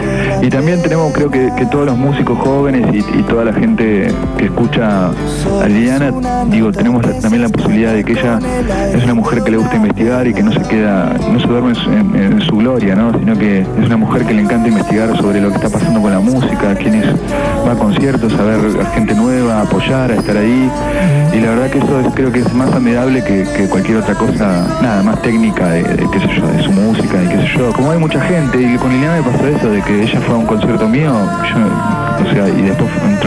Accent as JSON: {"language": "Spanish", "region": "Patagonia", "country": "Argentina", "lives_now": "Buenos Aires, Argentina", "said": "soy patagónico, o sea, eso no se me va a ir nunca. Yo soy"}